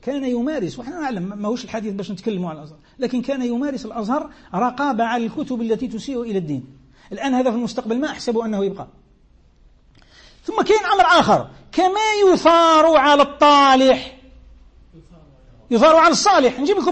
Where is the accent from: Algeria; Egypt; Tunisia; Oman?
Algeria; ولو القيف كما نسموه احنا عندنا في الجزائر، الوقف